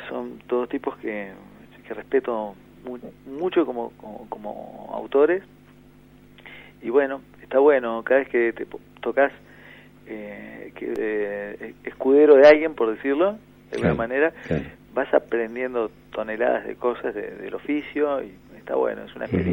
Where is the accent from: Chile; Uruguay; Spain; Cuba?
Uruguay; Montevideo; Y curiosamente, yo soy montevideano.